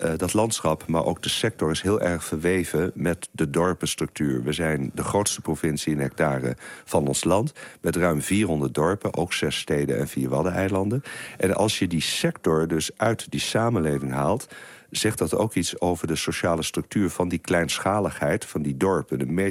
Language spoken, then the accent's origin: Dutch; Holland, Netherlands; moved away as an adult; Ik kom zelf uit Holland, zoals het hier heet. Ik ben daar geboren en getogen uit Brabantse ouders.